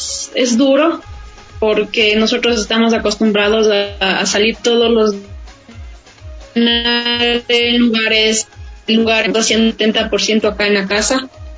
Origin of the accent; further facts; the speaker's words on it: Ambato, Tungurahua, Ecuador; born there; now in Quito, Ecuador; yo nací en Ambato. En Pasa, mi madre nos trajo a la capital, por eso radicamos acá